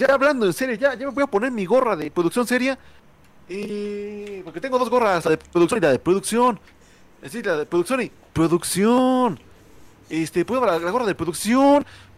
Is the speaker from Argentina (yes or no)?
no; Mexico; Somos de México, chingas madre.